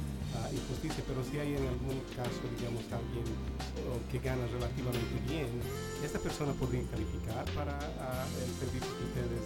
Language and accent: Spanish; Bolivia; Bolivia, yo soy de Bolivia